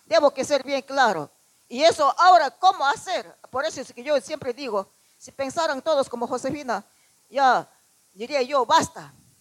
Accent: Ecuador; Voy a responder toda la verdad lo que sucede en mi país, en el Ecuador.

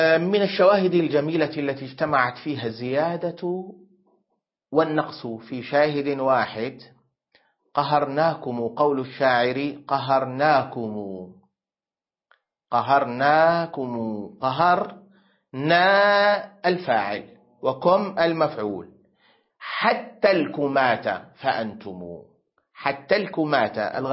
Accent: Syria; عندنا في سوريا يقولون لا تأكل السمك واللبن وتدخل بعدها حمام الاغتسال بعد العصر، هذه حكايات جدتي

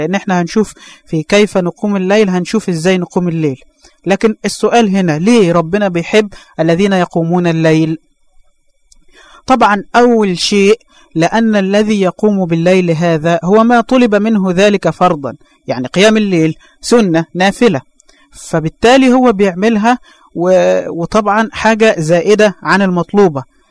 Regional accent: Egypt; وإحنا عندنا في مصر مثل بيقول النوم سلطان

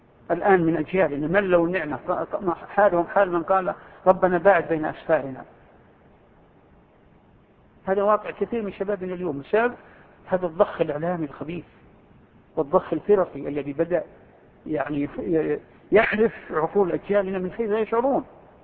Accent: Saudi Arabia; في بلادنا المملكة العربية السعودية أو ما حولها دول الخليج والأردن ونحو ذلك

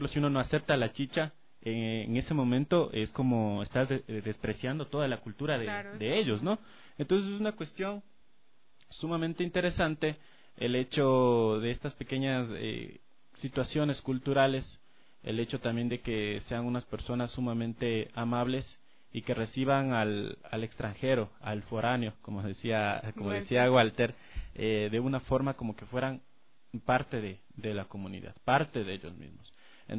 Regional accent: Ecuador; Yo he tenido la oportunidad de visitar, gracias a la cercanía de mi ciudad natal, principalmente la provincia de Pastaza

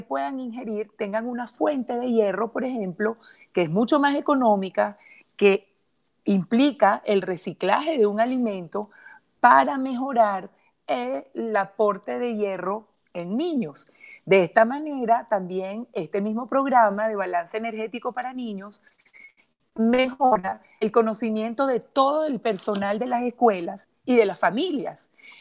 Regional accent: Venezuela; si tuviéramos a mi país de origen, Venezuela

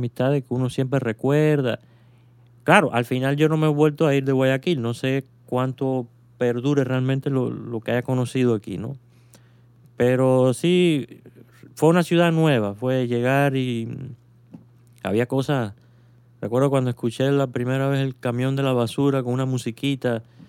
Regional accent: Cuba; accent: Cuban; moved away; Ya con 10 años aquí, era para que a lo mejor mi acento hubiera variado, ¿no? Pero yo no me dejo. Y no es porque no lo quiera, es porque parece que por naturaleza no acepto, o sea, me sigo manteniendo muy cubano

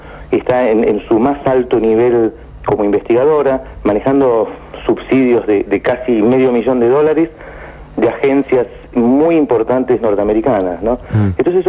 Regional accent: Argentina; Yo lo digo como investigador argentino

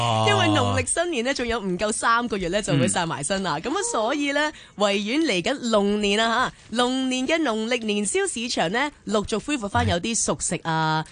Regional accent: Hong Kong; 都係我哋香港人非常之喜愛嘅一個時候啦。

